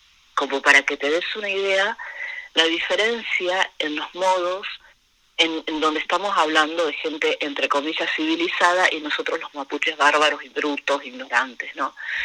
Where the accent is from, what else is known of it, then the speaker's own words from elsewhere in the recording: Argentina; los puelches, que somos los mapuches de este lado, lo que se conoce como Argentina